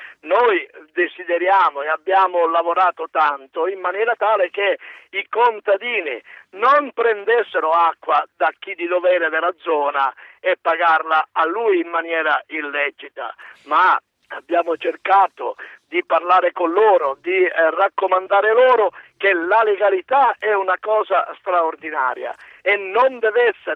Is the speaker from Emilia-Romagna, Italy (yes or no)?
no; Licata, Sicily, Italy; ora mi trovo a Licata, che è la mia città natale